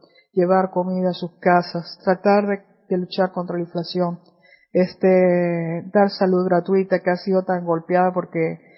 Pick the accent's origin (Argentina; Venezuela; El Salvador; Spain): Venezuela; como venezolana me siento muy avergonzada